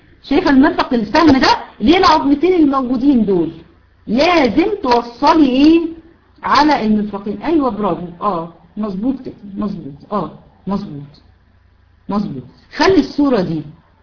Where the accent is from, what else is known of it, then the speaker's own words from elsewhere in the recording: Egypt; الكوع احنا عندنا في مصر اسمه كوع.